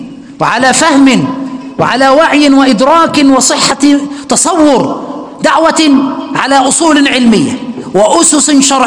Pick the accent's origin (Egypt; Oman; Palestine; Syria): Egypt; عندنا في مصر يقولوا، إحنا بنقول على الليمون الليمون.